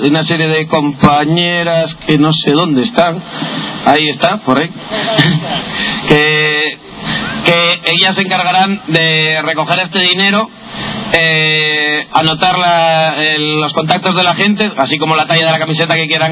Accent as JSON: {"language": "Spanish", "town": "Oviedo", "region": "Asturias", "country": "Spain", "said": "los que somos de Oviedo más o menos sabemos que esto se queda vacío."}